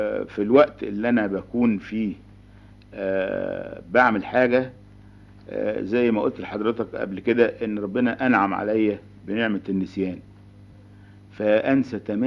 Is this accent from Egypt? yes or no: yes; Cairo, Cairo Governorate, Egypt; انا من القاهرة.